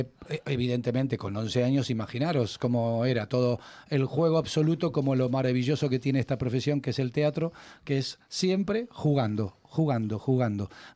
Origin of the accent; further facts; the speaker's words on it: Buenos Aires, Argentina; now in Madrid, Spain; Porque me fui de Buenos Aires con el sueño de conocer el país de mi madre.